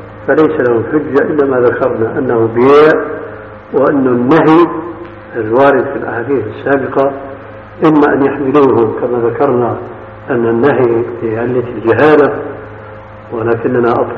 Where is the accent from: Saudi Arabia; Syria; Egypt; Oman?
Syria; فهو كاسم الستار الذي يتسمى به بعض الناس عندنا في سوريا